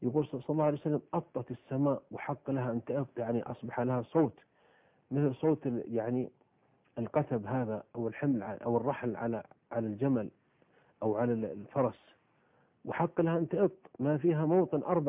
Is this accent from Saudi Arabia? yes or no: yes; Saudi Arabia; عندنا في السعودية قبل 3 سنوات في البر